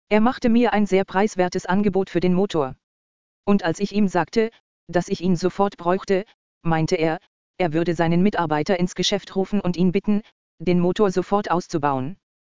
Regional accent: Austria; Wir schafften es, in mein Heimatland, Österreich, zurückzutrampen.

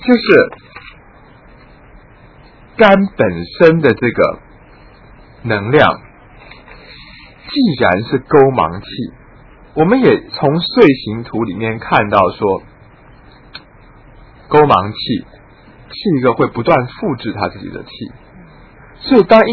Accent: Taiwan; 那于是我们台湾人有时候就会反省说，哦，我们台湾人不够文化啊

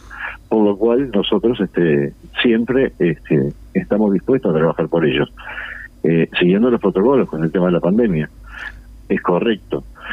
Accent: Montevideo, Uruguay; No olvido nunca, yo soy de Montevideo, trabajé en los pagos durante 28 años.

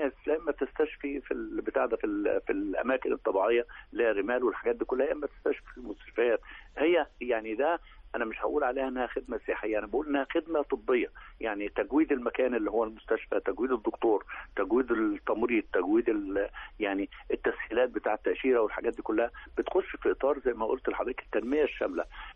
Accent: South Sinai, Egypt; احنا عندنا سياحه دينيه عندنا في سيناء

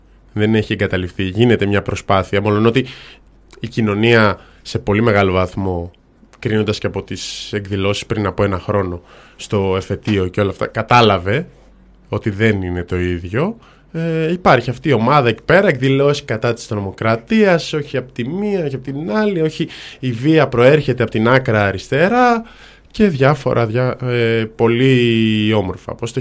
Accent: Thessaloniki, Central Macedonia, Greece; Και ήρθε η ώρα να πάμε στα μέρη μου, στη Θεσσαλονίκη, τη κούκλα, την αγάπη μας.

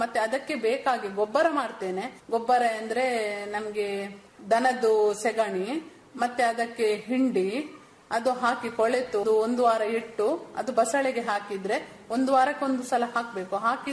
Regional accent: Alape, Karnataka, India; ಅದಕ್ಕೋಸ್ಕರ ನಾವು ಈಚೆ ನಮ್ಮ ಊರಿಗೆ, ನನ್ನ ತಾಯಿ ಮನೆ ಇಲ್ಲಿ ಅಳಪೆ, ಅಳಪೆಗೆ ನಾವು ಶಿಫ್ಟ್ ಆದೆವು.

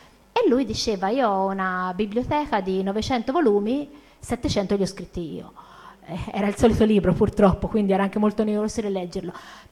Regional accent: Pistoia, Tuscany, Italy; sono contenta di essere qui anche per prossimità e vengo da Pistoia, quindi e lavoro a Firenze

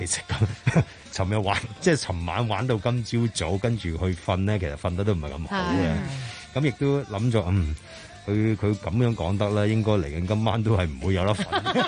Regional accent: Hong Kong; 其實同我哋香港人都好一樣。咁我哋香港人都成日鍾意出海。

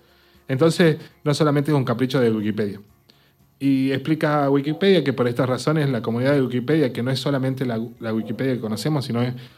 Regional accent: Argentina; Que es una cosa interesante, como argentino.

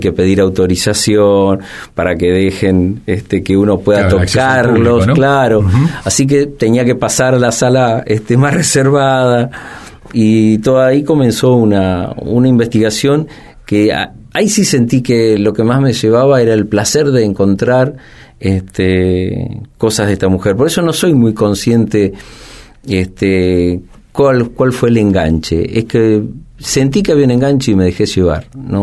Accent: Maipú, Buenos Aires Province, Argentina; Yo soy de Maipú, en la provincia de Buenos Aires

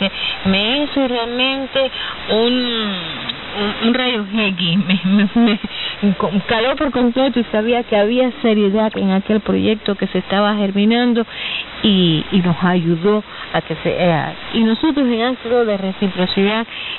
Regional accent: Mayarí, Holguín, Cuba; Por ejemplo, en Mayarí, que es donde yo provengo, vengo de Mayarí

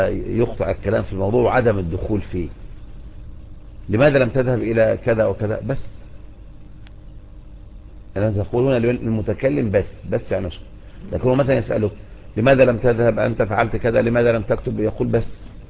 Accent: Egypt; لكن عندنا في مصر نقول بس يعني عن الكلام

